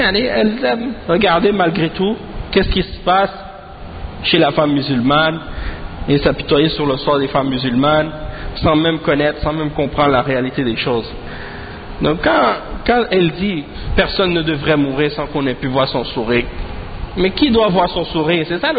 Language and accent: French; Quebec, Canada; quand j'étais plus jeune, ici en grandissant au Québec